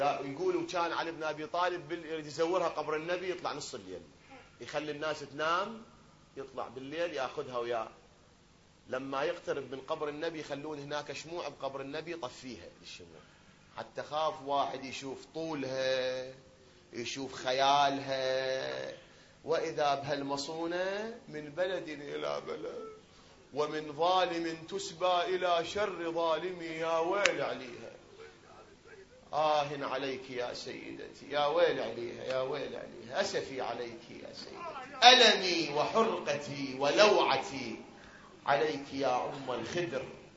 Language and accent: Arabic; Iraq; احنا الآن هذا بلدنا العراق الحبيب الغالي الكريم، بلد الأنبياء وبلد الأئمة